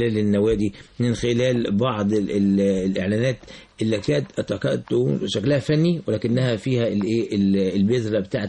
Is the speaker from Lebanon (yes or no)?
no; Egypt; على مستوى العالم كله مش عندنا في مصر بس